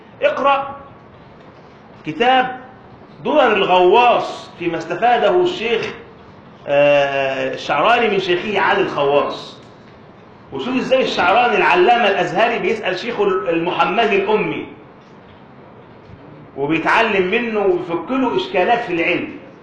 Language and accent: Arabic; Alexandria, Alexandria Governorate, Egypt; وعندنا في اسكندرية أحد كبار الأعلام